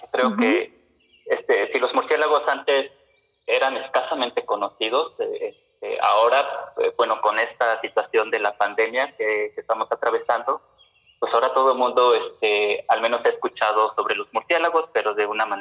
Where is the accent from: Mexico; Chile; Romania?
Mexico; Veracruz; como buen veracruzano, una taza de café sin azúcar